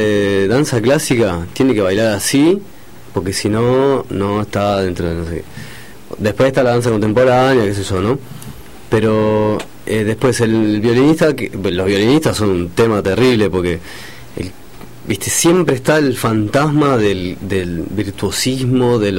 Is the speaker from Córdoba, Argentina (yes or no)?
yes; Villa María, Córdoba, Argentina; Yo soy de Villa María, Córdoba.